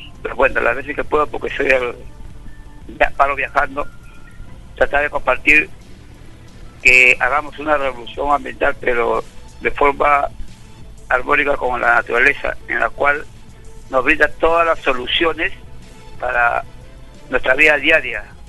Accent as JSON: {"language": "Spanish", "region": "Lima", "country": "Peru", "said": "Y nosotros, como limeños que somos, que vivimos en las ciudades"}